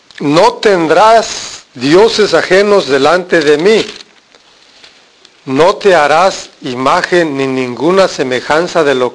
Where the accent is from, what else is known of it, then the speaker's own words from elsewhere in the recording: Mexico; Nuestra cultura, soy de México, nuestra cultura es de imágenes, de ídolos, de cosas.